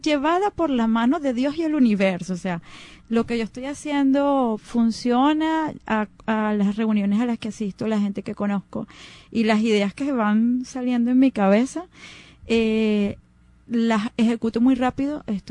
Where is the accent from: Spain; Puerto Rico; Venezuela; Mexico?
Venezuela; Caracas, Capital District; somos los mismos caraqueños, los mismos venezolanos